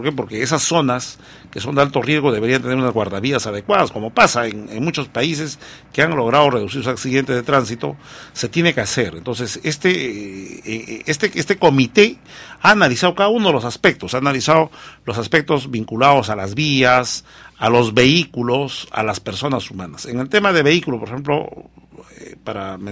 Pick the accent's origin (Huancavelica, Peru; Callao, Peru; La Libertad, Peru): Huancavelica, Peru; Yo soy de Huancavelica